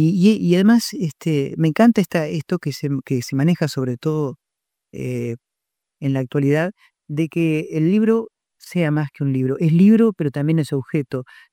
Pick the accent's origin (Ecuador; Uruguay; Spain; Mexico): Uruguay; Durazno; Acá en Durazno, que es mi pueblo